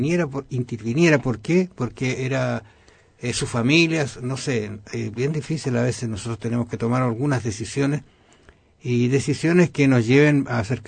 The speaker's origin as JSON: {"language": "Spanish", "town": "Osorno", "region": "Los Lagos", "country": "Chile", "tie": "born or raised there", "said": "Yo una vez recuerdo haber vuelto a mi tierra, Osorno, donde vivo, sí, donde vivía, y fui al lugar donde nací."}